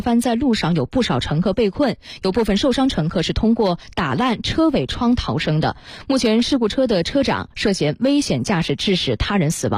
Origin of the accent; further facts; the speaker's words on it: Chenzhou, Hunan, China; 我的家乡湖南郴州呢，是中国女排的训练基地